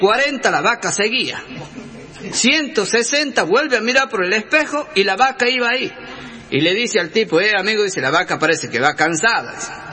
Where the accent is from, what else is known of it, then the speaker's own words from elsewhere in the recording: Tucumán, Argentina; Soy tucumano del Jardín de la República